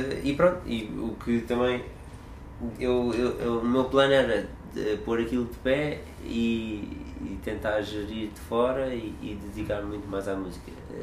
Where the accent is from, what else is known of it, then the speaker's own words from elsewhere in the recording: Almada, Setúbal, Portugal; em Almada, onde eu cresci